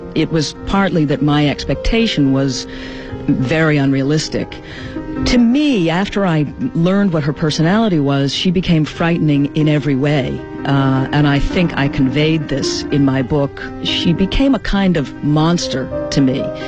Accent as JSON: {"language": "English", "town": "Boston", "region": "Massachusetts", "country": "United States", "tie": "born or raised there", "said": "I grew up in Boston, and so, you know, it wasn't too far"}